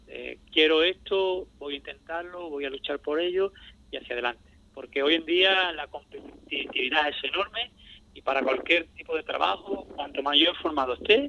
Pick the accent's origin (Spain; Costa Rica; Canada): Spain; Ubrique, Andalusia; todavía sigo sensado allí, que yo, aunque vivo fuera, pero a mí me gusta ser de Ubrique y sentirme ubriqueño.